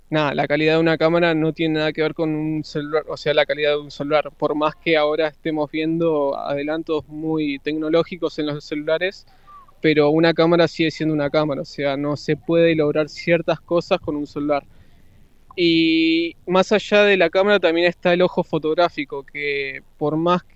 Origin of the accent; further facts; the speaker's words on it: Argentina; now in Punta del Este, Uruguay; yo soy argentino, llegué acá a Punta del Este hace relativamente 2 años.